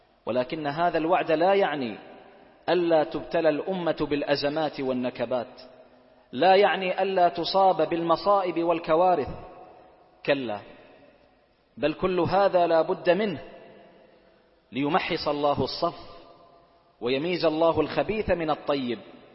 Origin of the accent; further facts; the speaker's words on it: Bahrain; اللهم من أرادنا وأراد بلادنا البحرين